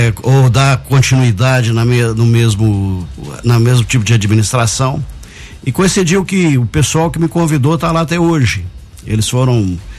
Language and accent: Portuguese; Guaxupé, Minas Gerais, Brazil; Eu sou de Guaxupé mesmo, natural de Guaxupé.